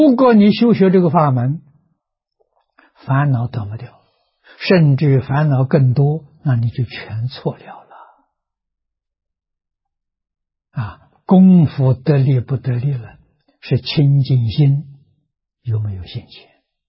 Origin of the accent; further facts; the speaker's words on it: China; 所以这两个我们中国人合起来叫成见。